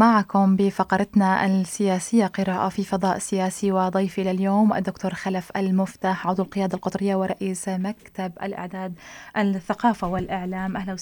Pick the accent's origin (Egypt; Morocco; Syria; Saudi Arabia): Syria; هذا الأمر بالنسبة لنا كسوريين اعتدنا عليه